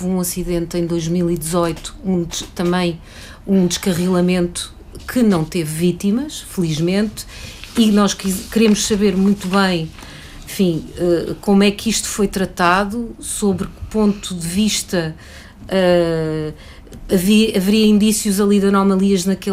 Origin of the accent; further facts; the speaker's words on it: Lisbon, Portugal; eu deixei de andar naquele equipamento como lisboeta